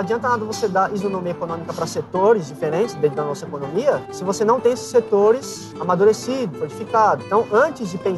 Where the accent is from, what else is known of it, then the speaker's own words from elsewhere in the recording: São Paulo, Brazil; porque a gente é de São Paulo